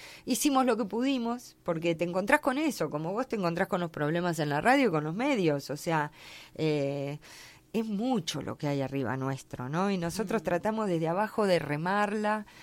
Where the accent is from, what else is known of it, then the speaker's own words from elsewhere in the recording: La Pampa, Argentina; yo que vengo de La Pampa también